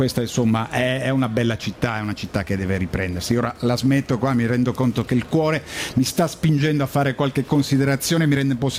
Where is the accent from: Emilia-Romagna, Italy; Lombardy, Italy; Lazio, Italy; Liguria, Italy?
Liguria, Italy; Genoa; E così, da genovese, l'auspicio è che l'abbrivio